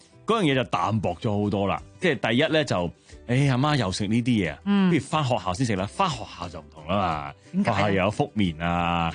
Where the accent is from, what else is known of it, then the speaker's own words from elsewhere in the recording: Hong Kong; 老实讲啊，而家我哋香港人有几好约一个人食早餐啊？